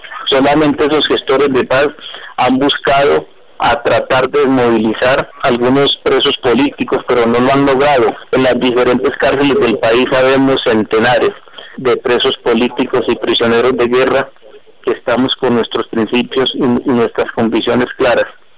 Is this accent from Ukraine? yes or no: no; Colombia; el sentimiento de nosotros como colombianos